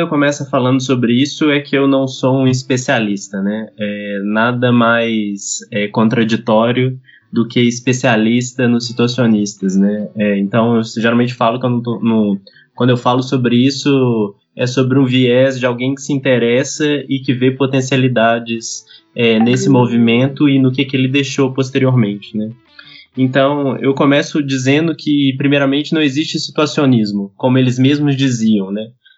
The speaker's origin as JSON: {"language": "Portuguese", "town": "Belo Horizonte", "region": "Minas Gerais", "country": "Brazil", "said": "eu sou de Belo Horizonte e eu faço parte de algumas movimentações subterrâneas da cidade"}